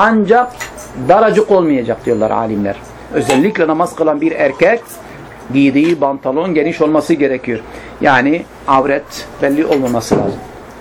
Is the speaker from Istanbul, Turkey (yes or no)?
no; Midyat, Mardin, Turkey; Yani ben Midyatlıyım. Bizim Midyat'ta biliyorsunuz iki kesimdir. Bir Estel kesimi, bir Midyat kesimi. Hepsi Midyat'tır ama Estel kesimi Müslümandırlar. Midyat kesimi Hristiyandırlar.